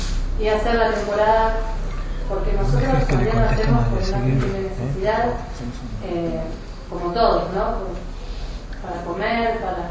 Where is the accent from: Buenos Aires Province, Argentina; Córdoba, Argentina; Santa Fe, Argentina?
Córdoba, Argentina; Capilla del Monte; soy de Capilla del Monte, de toda la vida. Soy artista callejera.